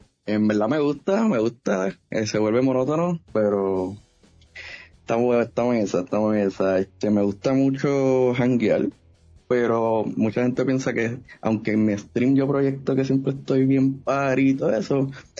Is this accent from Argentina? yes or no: no; Bayamón, Puerto Rico; Pues mira, yo soy una persona del pueblo del Chicharrón, acá en Bayamón, donde, desde chiquito adicto a los videojuegos